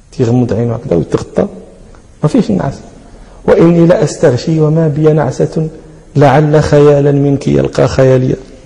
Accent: Morocco; أهل البدو عندنا في المغرب، في بعض نواحي المغرب

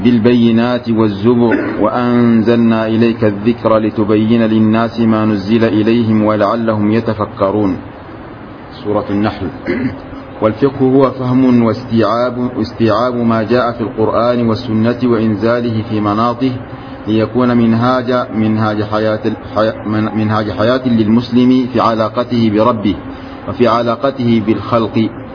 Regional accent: Sudan; وتأثر كل بلد بما نقل إليه من هذه المذاهب، وكان من حظ بلادنا السودان

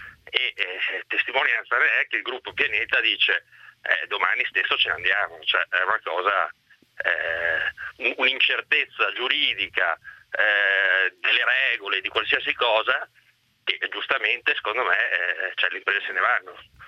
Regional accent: Veneto, Italy; Io sono un veneto con moglie spagnola

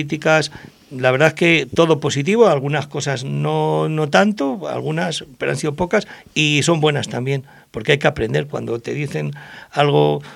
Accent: Madrid, Community of Madrid, Spain; De pequeño viví en Vallecas y me marcó bastante. Y luego después mi juventud la viví en Carabanchel, en el barrio de Caño Roto, un barrio muy, muy variopinto, donde se cocía el rock todos los días.

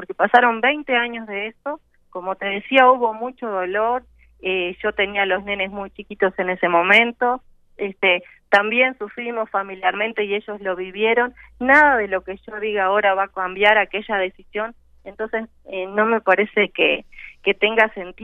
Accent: Uruguay; fue una decisión difícil que como muchos uruguayos hubo que tomar

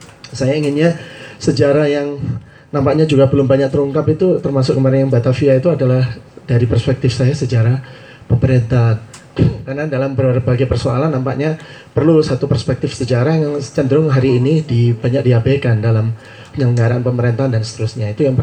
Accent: East Java, Indonesia; now in Jakarta, Indonesia; Saya dari Jakarta, aslinya Jawa Timur.

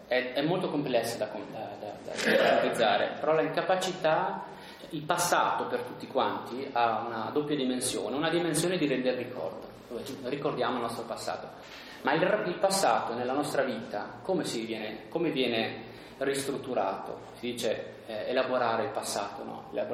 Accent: Merano, Trentino-Alto Adige, Italy; Io sono di Merano

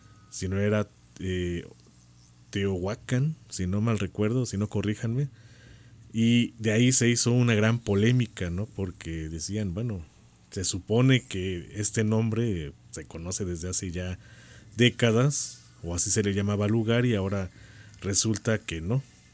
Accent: Cholula, Puebla, Mexico; yo puedo decir yo soy chorulteca, ¿no?

